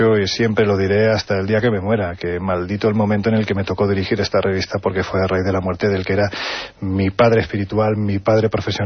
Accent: Jaén, Andalusia, Spain; cuando me pongo delante de un micrófono casi un resorte en mi cabeza hace que me quite mi acento, yo soy de Jaén

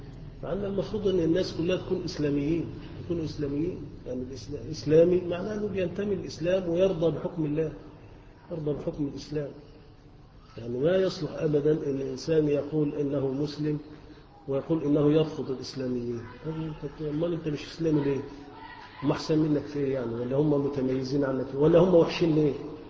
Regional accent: Egypt; احنا كلنا مصريين وكلنا مسلمين،

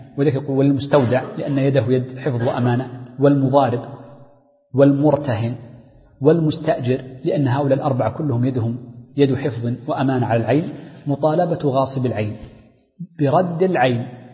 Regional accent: Hijaz, Saudi Arabia; والتين عندنا في الحجاز مثلا في الطائف

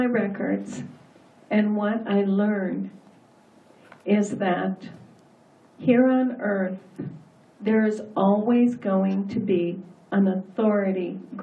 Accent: United States; Okay, now authority was very difficult for me because I am an American

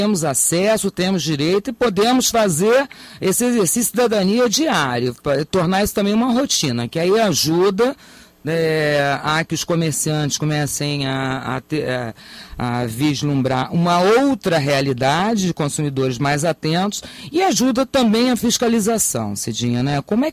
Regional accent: Niterói, Rio de Janeiro, Brazil; particularmente, eu sou de Niterói, posso até falar um pouquinho melhor.

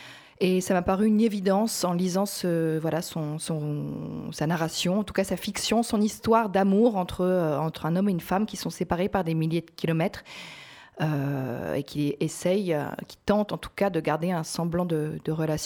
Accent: France; moved away; Je suis partie de France il y a 3 ans à l'époque.

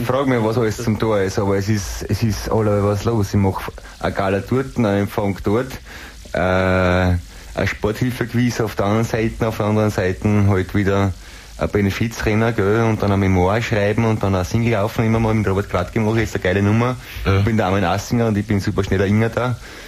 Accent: Carinthia, Austria; Ich bin eigentlich ein Kärntner.

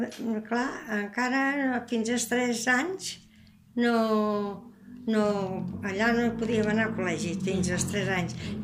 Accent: Barcelona, Catalonia, Spain; born there; Barcelona.

